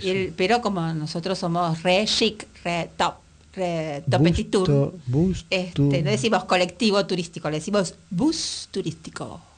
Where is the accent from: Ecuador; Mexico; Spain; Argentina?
Argentina; Buenos Aires; soy una ciudadana porteña, nací, vivo en la ciudad de Buenos Aires